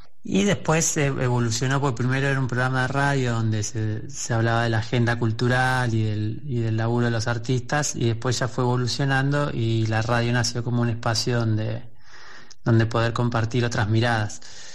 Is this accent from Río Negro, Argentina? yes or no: yes; Las Grutas, Río Negro, Argentina; soy de Las Grutas